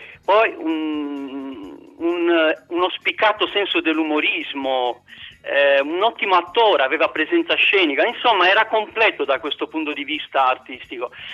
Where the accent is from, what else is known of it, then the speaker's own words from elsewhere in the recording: Bucharest, Romania; Italian is a second language; vivevo a Bucarest, che è la mia città d'origine, dove sono nato